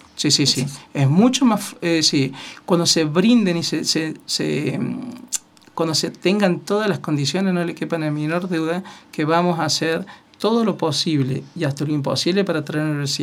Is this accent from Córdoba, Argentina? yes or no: yes; Villa Dolores, Córdoba, Argentina; born there; Nací el 10 de enero de 1973 en el hospital de Villa Dolores, que es donde todos nacemos